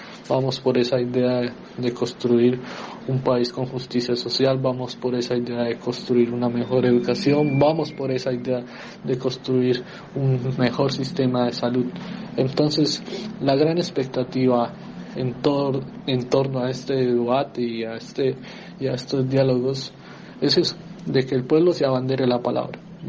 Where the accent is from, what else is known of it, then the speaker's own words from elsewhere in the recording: Colombia; la gran expectativa que tenemos como movimiento social y también como colombiano